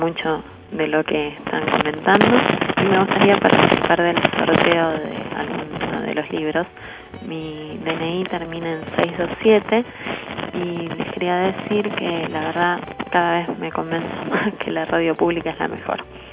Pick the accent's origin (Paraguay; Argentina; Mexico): Argentina; Buenos Aires; soy de Monte Castro, tengo 24 años